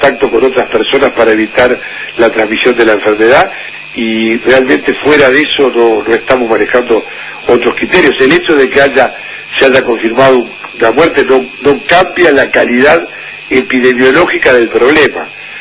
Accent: Uruguay; Sí, como corresponde, como uruguayo

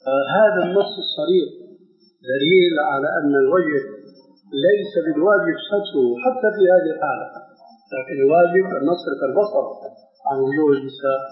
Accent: Syria; كما يقولون عندنا بالشام

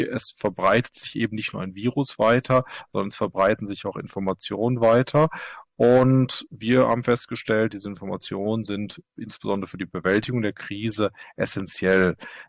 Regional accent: Germany; now in Norway; Ich bin Deutscher, arbeite allerdings in Norwegen.

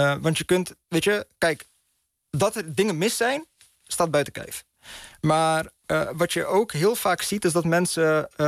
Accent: Netherlands; om als Marokkaans-Nederlandse millennial op te groeien in het Nederland na 9-11

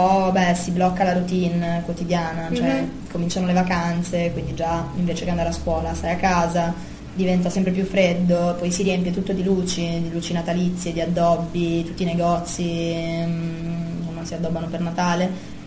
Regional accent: Bologna, Emilia-Romagna, Italy; now in Uruguay; siamo di Bologna

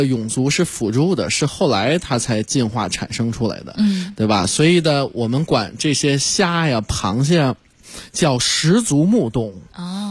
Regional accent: China

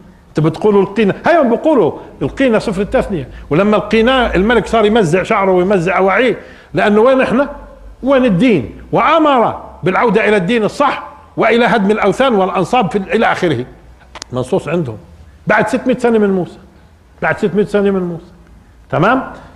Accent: Palestine; على فكره بيعنينا شوي احنا كفلسطينيين

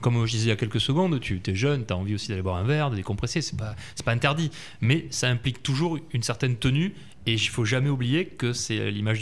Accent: Lège-Cap-Ferret, Nouvelle-Aquitaine, France; Moi je suis de l'Eche Cap Ferret, j'ai grandi

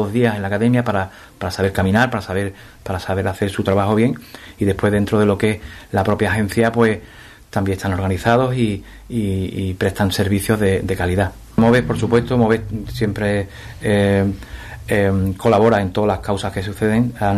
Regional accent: Ubrique, Andalusia, Spain; Disfruto, bueno, y si en mi pueblo, pues mucho más, ¿no? Porque también hay mucha gente que me conoce, sabe que he estado pues muchísimos años fuera, especialmente en el extranjero

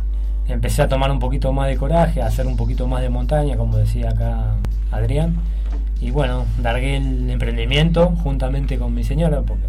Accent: Mar del Plata, Buenos Aires Province, Argentina; soy de, como dice acá el compañero, soy de Mar del Plata

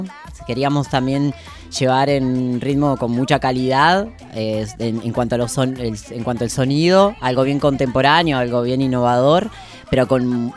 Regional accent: Allen, Río Negro, Argentina; yo soy de todos los lugares, pero... nací en Patagonia, en Río Patagonia. Negro, Nallen.

